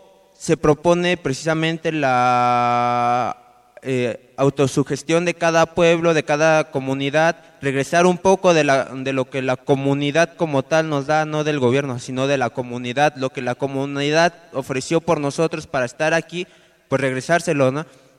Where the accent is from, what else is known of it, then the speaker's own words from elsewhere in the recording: State of Mexico, Mexico; Dije, bueno, soy del Estado de México, conecta al DF, estudio en el DF